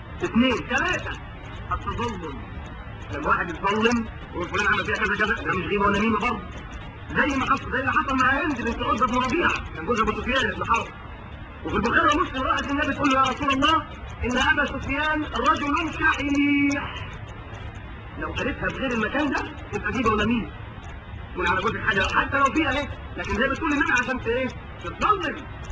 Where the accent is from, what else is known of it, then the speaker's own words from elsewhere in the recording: Egypt; انما احنا مصريين